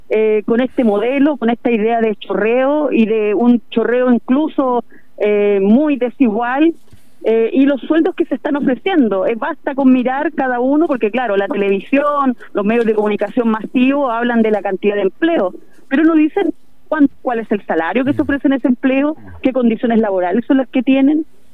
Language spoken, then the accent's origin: Spanish; Chile; también como chilenos y chilenas en tiempos de dictadura muchos de nuestros compañeros y compañeras tuvieron que ir a otros países